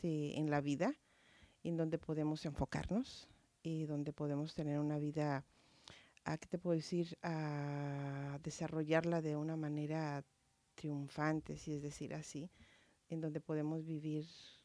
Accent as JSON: {"language": "Spanish", "town": "Guadalajara", "region": "Jalisco", "country": "Mexico", "tie": "born there", "moved": "as an adult", "said": "soy mexicana, nací en Guadalajara, Jalisco. Hace muchísimos años, no voy a decir cuánto, pero llegué cuando tenía entre 18 y 19 años aquí."}